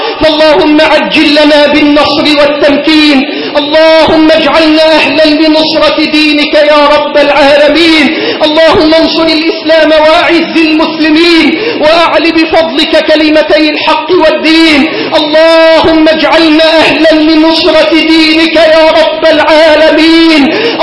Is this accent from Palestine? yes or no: no; Egypt; اللهم احفظ بلدنا مصر من كل سوء